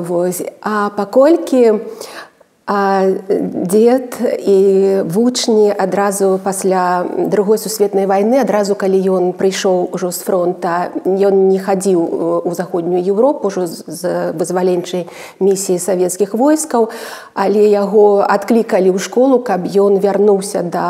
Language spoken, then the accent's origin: Belarusian; Gomel, Gomel Region, Belarus; also born or lived in Lida; Так, сапраўды, я нарадзілася ў Лідзе, ў гэтым гістарычным, легендарным горадзе Беларусі.